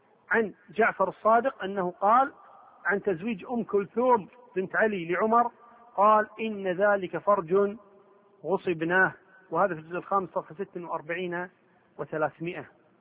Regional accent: Kuwait; قبل كم يوم واحدة عندنا في الكويت والدة تسعة

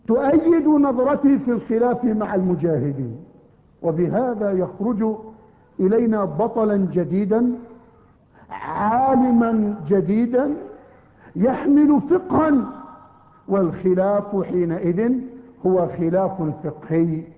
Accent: Palestine; فأنا فلسطيني

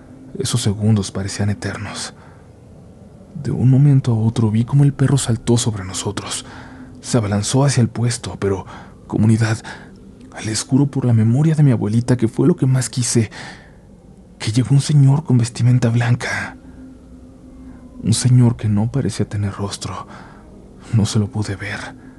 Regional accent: Durango, Mexico; Nosotros somos de una comunidad turística del estado de Durango

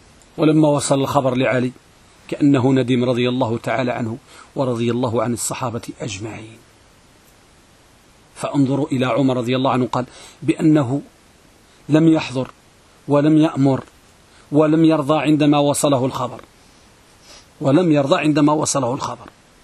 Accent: Morocco; احنا عندنا في المغرب كنقولوا الحديث ملقم،

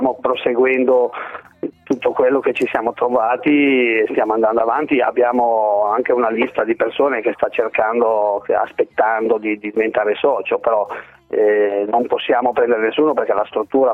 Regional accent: Liguria, Italy; anche se siamo liguri, non è tanto risparmio

